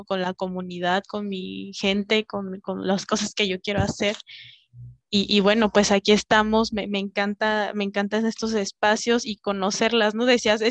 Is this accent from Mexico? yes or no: yes; Michoacán, Mexico; a un colectivo de mujeres indígenas que residimos en la Ciudad de México. Yo soy de Michoacán, pero bueno, por las cuestiones académicas estuve estudiando acá.